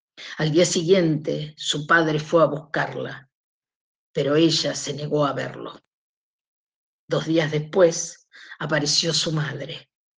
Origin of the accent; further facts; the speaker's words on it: Buenos Aires, Argentina; born there; Y ahora aparece mi parte porteña, porque yo en realidad nací en Capital Federal.